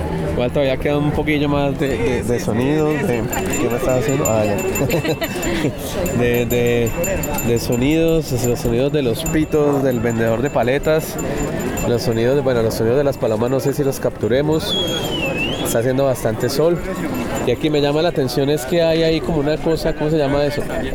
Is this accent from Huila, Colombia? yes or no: no; Cali, Valle del Cauca, Colombia; Yo quiero un pajarito zapote, como decimos en mi tierra.